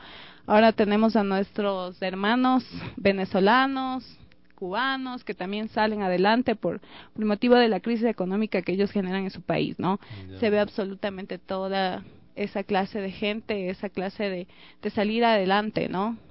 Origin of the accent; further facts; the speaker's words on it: Quito, Pichincha, Ecuador; disfrutar de la calidez que somos como ecuatorianos. Claro. Y aparte de eso, pues disfrutar de la belleza que tiene nuestro Quito.